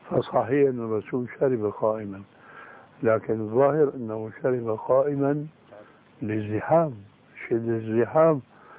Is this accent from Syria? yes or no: yes; Syria; فوجئت بسمع صوت البوق، بسموه عندنا بالشام برزان